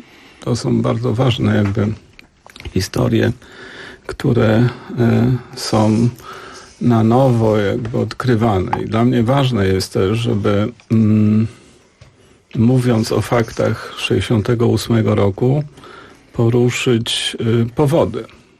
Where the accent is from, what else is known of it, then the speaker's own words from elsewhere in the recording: Łódź, Łódź Voivodeship, Poland; Ja jestem wychowany w Łodzi, w bardzo tradycyjnej rodzinie. Wychowałem się na ulicy Kilińskiego, gdzie mieszkał pan Freud, mieszkało wielu Żydów.